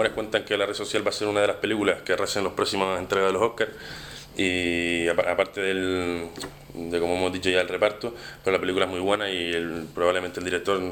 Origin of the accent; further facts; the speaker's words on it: Las Palmas, Canary Islands, Spain; now in Salamanca, Spain; Soy de Las Palmas, estoy aquí estudiando economía en Salamanca